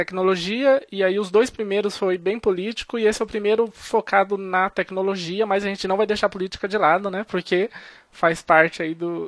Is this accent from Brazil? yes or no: yes; Sorocaba, São Paulo, Brazil; Sou aqui de Sorocaba, interior de São Paulo.